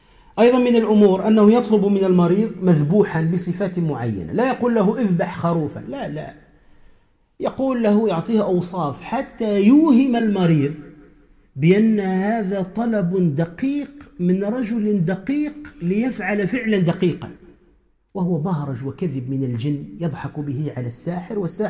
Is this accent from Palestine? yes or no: no; Tunisia; ومن رأى منكم هؤلاء القوم يتكلمون بلغة نسميها عندنا في تونس يقول يتكلم بالعجمي